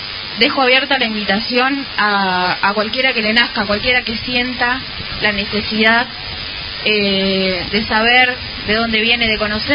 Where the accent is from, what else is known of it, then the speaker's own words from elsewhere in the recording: General Conesa, Río Negro, Argentina; soy de General Conesa, actualmente vivo acá. Formo parte de la comunidad Guayguán Curru, una comunidad que está en la ciudad